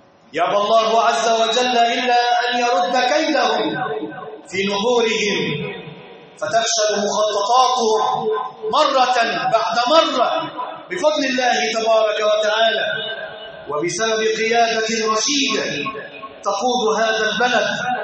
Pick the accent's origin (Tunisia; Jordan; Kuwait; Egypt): Egypt; يغيظ قلوبهم أن يروا بلادنا مصر في أمن وأمان